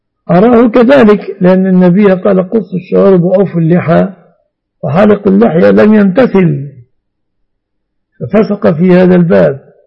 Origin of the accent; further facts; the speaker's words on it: Egypt; لكن في الغالب أن الناس في هذا الزمان في بلادنا مصر كلمة علي الطلاق لا يأخذون طلاقا